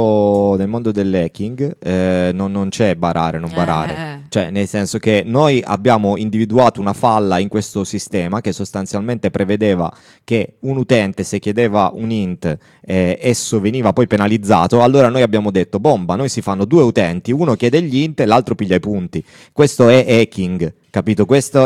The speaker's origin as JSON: {"language": "Italian", "town": "Turin", "region": "Piedmont", "country": "Italy", "said": "Cioè io ad esempio sono torinese"}